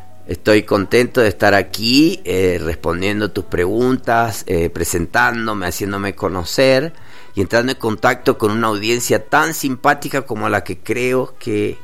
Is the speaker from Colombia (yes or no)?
no; Argentina; yo soy argentino y vos sos español.